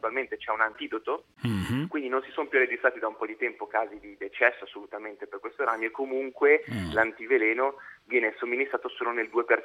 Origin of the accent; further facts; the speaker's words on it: Genoa, Liguria, Italy; Io sono genovese, lo posso dire.